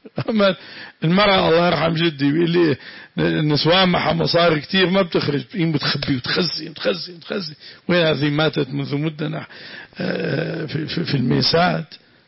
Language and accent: Arabic; Syria; صارت بلادنا سوريا أنظف بلد في العالم